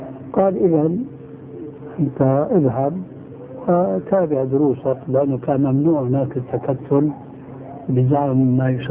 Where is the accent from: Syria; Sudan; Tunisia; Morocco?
Syria; أنا أذكر من تاريخ حياتي هناك في سوريا